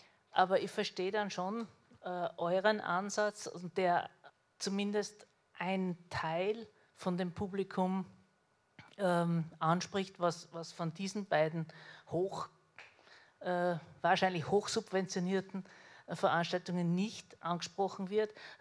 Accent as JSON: {"language": "German", "region": "Salzburg", "country": "Austria", "said": "Als Salzburgerin ursprünglich sind mir da Parallelen aufgefallen"}